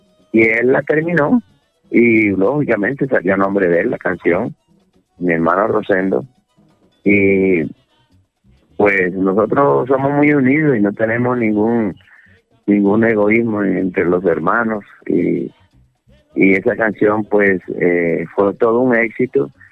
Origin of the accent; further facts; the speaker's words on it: Villanueva, La Guajira, Colombia; Yo estoy, por ejemplo, en Valledupar en estos momentos, y estoy aquí cerquita de ella, de Villanueva, mi pueblo, donde las calles se vuelven nostálgicas.